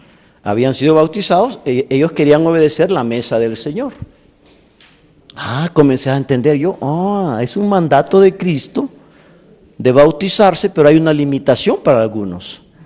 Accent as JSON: {"language": "Spanish", "country": "El Salvador", "said": "Yo fui bautizado cuando tenía 12 años en el lago de Ilopango, en mi país."}